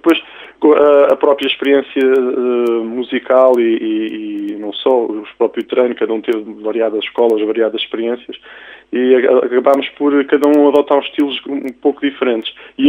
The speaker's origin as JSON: {"language": "Portuguese", "town": "Rio Maior", "region": "Santarém", "country": "Portugal", "said": "eu pessoalmente até sou de Rio Maior"}